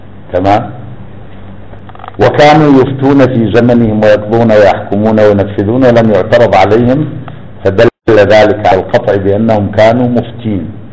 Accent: Iraq; طبعا أنتم تعرفون أن احنا عراقيين ناس يعني عندنا موقف

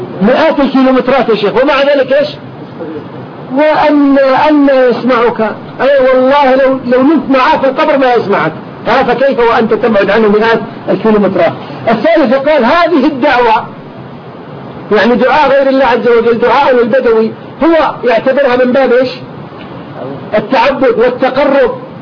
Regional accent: Kuwait; وحتى عندنا في الكويت الآن صار الناس يدعون إليها

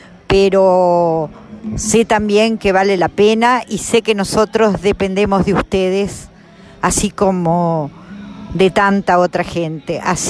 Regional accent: Salto, Uruguay; born there; salteña de nacimiento, salteña de corazón, y acá estamos en la última caravana

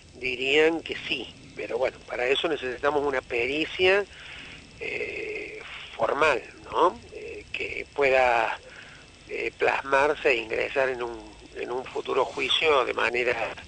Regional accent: Argentina; conmigo en particular se ensañaron por que soy argentino

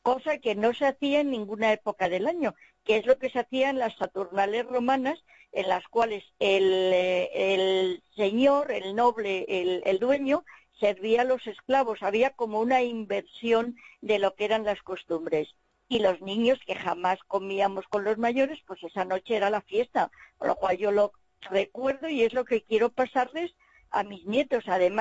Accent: Spain; now in London, United Kingdom; Y pasó a España y ahora somos los españoles los que nos encargamos de repartir esa tradición. Ya te digo, yo la estoy exportando a Londres encantada.

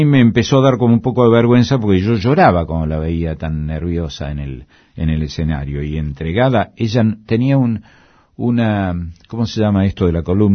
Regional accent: Córdoba, Argentina; Yo soy cordobés, además.

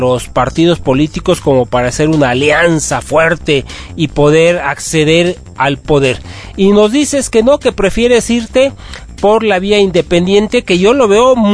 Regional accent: Mexico; esa cultura que tienen los mexicanos, que tenemos como mexicanos, del paternalismo?

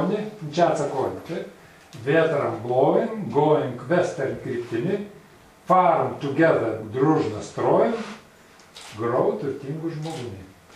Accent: Kaunas County, Lithuania; Aš iš Kauno rajono.

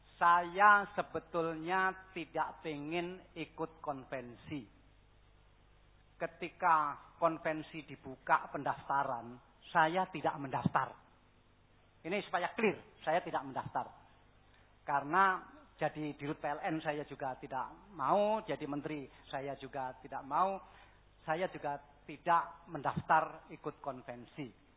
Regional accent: Java, Indonesia; Tapi kan saya orang Jawa.

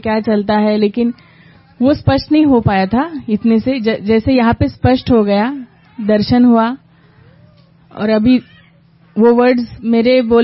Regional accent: Yavatmal, Maharashtra, India; now in Kolhapur, India; और मैं बेसिकली यवतमाल से हूँ लेकिन अब कोल्हापुर में रह रही हूँ महाराष्ट्र।

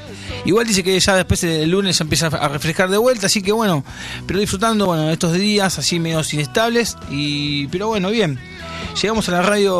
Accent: Buenos Aires, Argentina; este baile que todo nos identifica como argentinos y como porteños

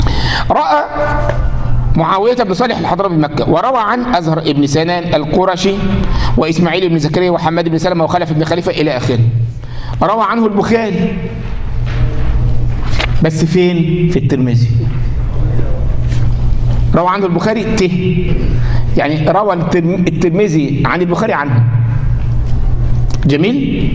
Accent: Egypt; ما هو الجماعه دي عندنا في مصر

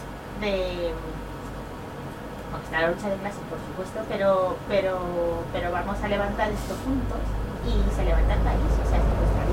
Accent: Castilla-La Mancha, Spain; entre todos los pueblos de Toledo, de donde vengo yo

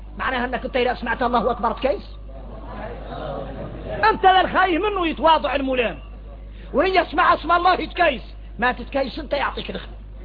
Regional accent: Mauritania; هذا عادة فينا احنا موريتاني

